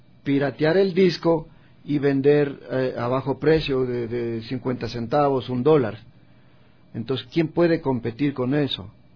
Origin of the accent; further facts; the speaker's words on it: Ecuador; al joven hay que inculcarle que somos ecuatorianos y que como ecuatorianos tenemos una identidad